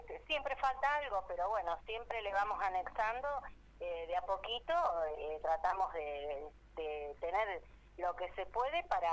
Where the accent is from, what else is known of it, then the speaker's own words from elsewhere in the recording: María Teresa, Santa Fe, Argentina; En la provincia de Santa Fe, en María Teresa.